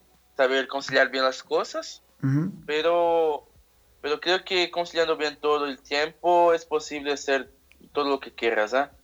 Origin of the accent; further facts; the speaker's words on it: São Paulo, Brazil; Spanish is a second language; Ah, soy de la provincia de São Paulo.